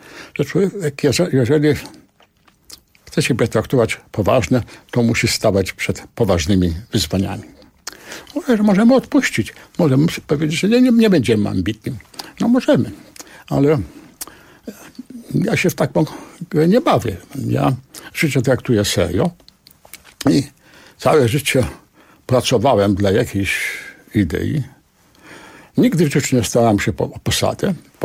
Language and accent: Polish; Warsaw, Masovian Voivodeship, Poland; Ja się wychowałem w okolicznościach, kiedy strzelano na ulicy. Byłem świadkiem tego, kiedy w centrum Warszawy odbywała się zagłada warszawskich Żydów.